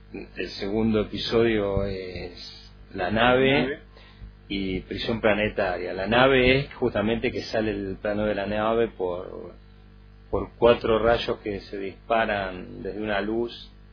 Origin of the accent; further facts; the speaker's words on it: Buenos Aires, Argentina; No, yo soy del Bajo Flores, pero sí había muchos amigos por San Martín